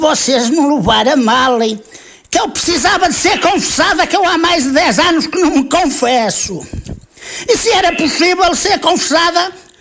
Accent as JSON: {"language": "Portuguese", "region": "Porto", "country": "Portugal", "said": "Eu sou aí de perto de Penafiel."}